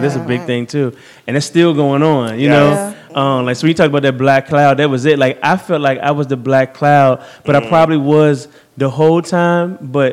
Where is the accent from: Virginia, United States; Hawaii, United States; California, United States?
Virginia, United States; now in Chesterfield, United States; me and you grew up in the same church together, here in Southside. So I was from Southside, but I moved to Chesterfield.